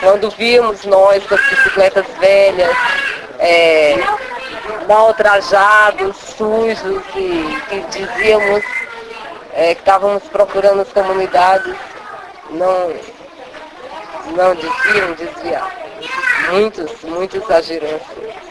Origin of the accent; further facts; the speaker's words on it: Northeast Region, Brazil; E para nós que viemos do Nordeste, do campo, nos amedrontou muito, buliu muito com a gente.